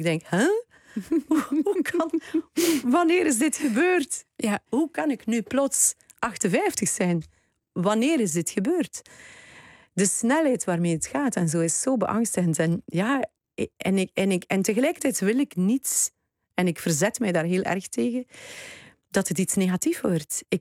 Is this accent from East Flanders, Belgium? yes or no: yes; Wetteren, East Flanders, Belgium; Ik ben opgegroeid in Wetteren. Dat gaat niemand kennen in Nederland.